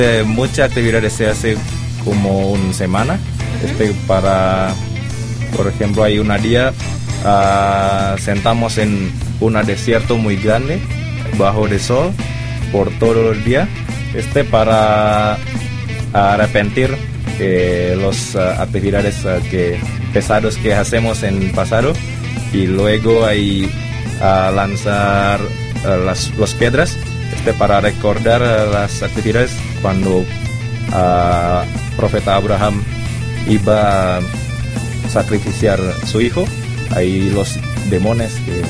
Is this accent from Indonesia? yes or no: yes; Central Java, Indonesia; Spanish is a second language; now in Mexico; yo vine de una provincia o estado, se llama Java Central. Este es un estado que por la población es tercer lugar en Indonesia.